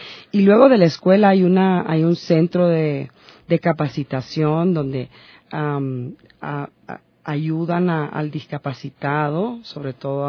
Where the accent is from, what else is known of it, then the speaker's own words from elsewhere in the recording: Honduras; now in Ecuador; Porque tenemos un acento muy peculiar los hondureños